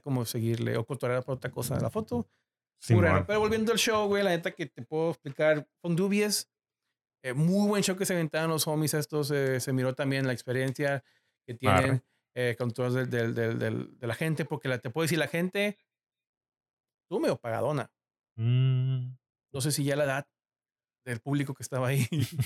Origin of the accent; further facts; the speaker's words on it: Mexico; I'm a big fan from Mexico. Como que soy de México.